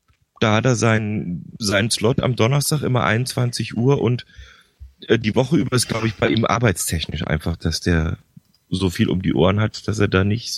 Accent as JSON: {"language": "German", "town": "Bergneustadt", "region": "North Rhine-Westphalia", "country": "Germany", "tie": "born there", "said": "Also ganz genau bin ich geboren in Gummersbach, also in Bergneustadt, das ist kurz neben Gummersbach, also im Oberbergischen Kreis eigentlich."}